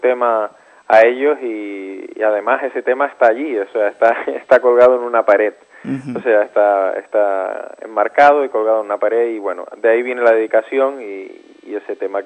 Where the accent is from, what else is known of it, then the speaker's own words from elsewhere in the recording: Canary Islands, Spain; moved away as an adult; now in Barcelona, Spain; yo me fui de Canarias hace aproximadamente casi 11 años, ahora en septiembre, y entonces vine a Barcelona